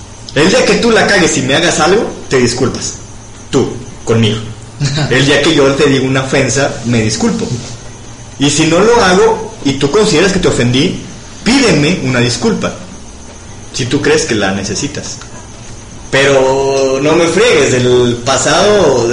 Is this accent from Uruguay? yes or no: no; Mexico; yo creo que en mi sangre difícilmente hay sangre autóctona de este país, desgraciadamente, pero soy mexicano.